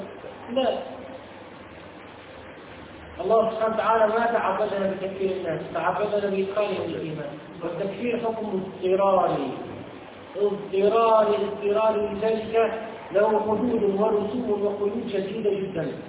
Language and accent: Arabic; Tunisia; من عندنا في تونس